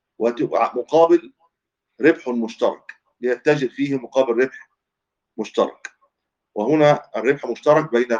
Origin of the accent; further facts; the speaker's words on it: Egypt; هو مشهور عندنا في مصر بالمضاربة أيضا